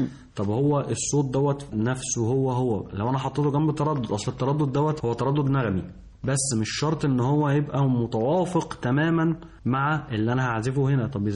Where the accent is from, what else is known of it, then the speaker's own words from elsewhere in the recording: Egypt; انا مصري مش هروح اغني بالانجليزي مثلا. جبته على اللغه بتاعتي